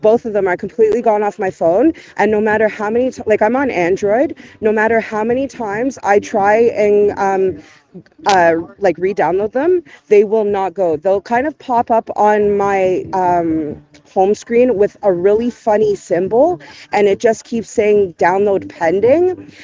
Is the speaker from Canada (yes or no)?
yes; Brampton, Ontario, Canada; I came from Brampton by myself